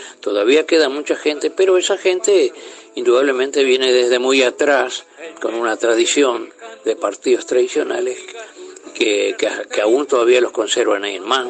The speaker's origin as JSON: {"language": "Spanish", "region": "Paysandú", "country": "Uruguay", "tie": "born or raised there", "said": "yo cuando vengo a Paraná es como si viniera a mi tierra principalmente, volviera a Paysandú, mejor todavía aún, ¿no?"}